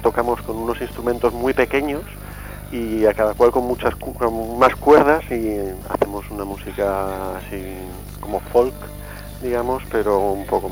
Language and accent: Spanish; Madrid, Community of Madrid, Spain; now in Seville, Spain; yo soy de Madrid también, aunque vivo en Sevilla.